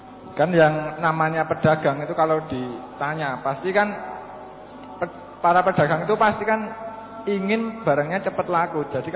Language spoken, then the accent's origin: Indonesian; Sukoharjo, Central Java, Indonesia; Saya dari Sukoharjo.